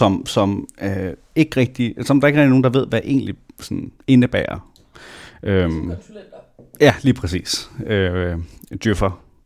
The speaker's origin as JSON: {"language": "Danish", "town": "Næstved", "region": "Zealand", "country": "Denmark", "tie": "born or raised there", "said": "jeg blev født i Næstved i 1996, og ja, boede der, voksede op, gik i skole, indtil jeg i 10. klasse kom på efterskole, og så nogle år igen tilbage."}